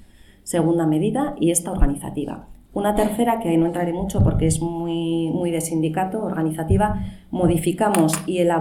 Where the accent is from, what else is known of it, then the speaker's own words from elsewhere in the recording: Bilbao, Basque Country, Spain; la organización de los terceros encuentros ecosocialistas en mi país, en Bilbao.